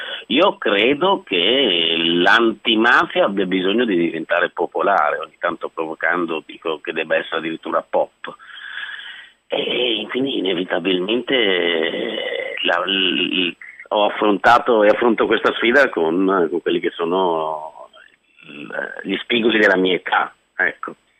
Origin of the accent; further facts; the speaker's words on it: Lombardy, Italy; Ero il tipico lombardo di provincia